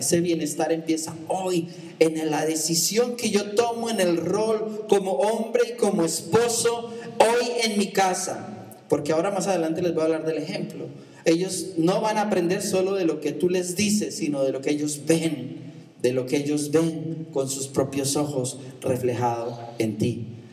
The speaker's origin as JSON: {"language": "Spanish", "country": "Colombia", "said": "en mi cultura, siendo yo colombiano cuando yo era más niño, me enseñaron a respetarle al papá"}